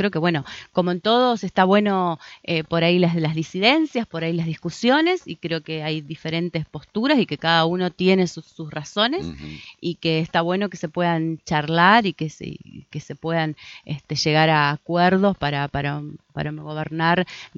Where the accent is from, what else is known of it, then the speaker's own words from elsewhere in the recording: Argentina; la verdad que no nos ayuda como argentinos y como argentinas